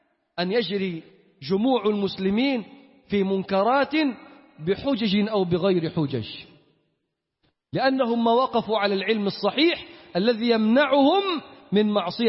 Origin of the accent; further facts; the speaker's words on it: Upper Egypt, Egypt; بنلبس عمة الصعايدة بتاعتنا دي، هي دي بتاعتنا اللي نعرف.